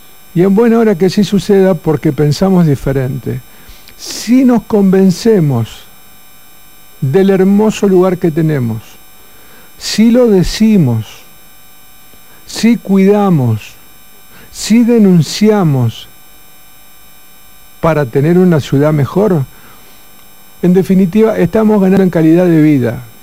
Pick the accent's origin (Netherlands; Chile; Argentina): Argentina; Coronda, Santa Fe; Porque nosotros cuando salimos de Coronda, hablamos de Coronda con el pecho ancho, porque tenemos una ciudad hermosa.